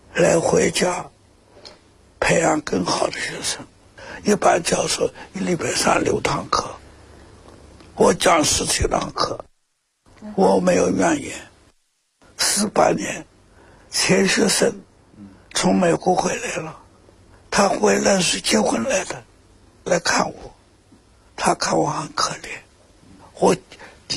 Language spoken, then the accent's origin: Chinese; China; 我是中国人